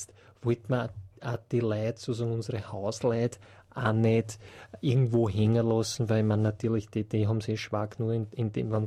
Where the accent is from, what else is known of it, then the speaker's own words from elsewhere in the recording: Vienna, Austria; Wir sind auch aus Wien, ja.